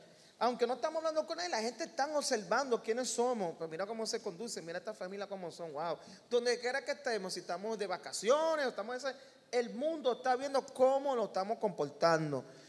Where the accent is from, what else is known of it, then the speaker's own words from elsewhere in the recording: New York, United States; yo fui criado en Nueva York